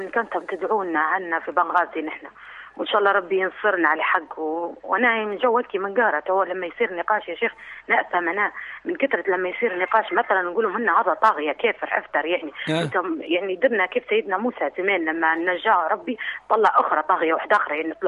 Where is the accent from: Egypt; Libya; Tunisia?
Libya; Benghazi; نحن عرب بنغازي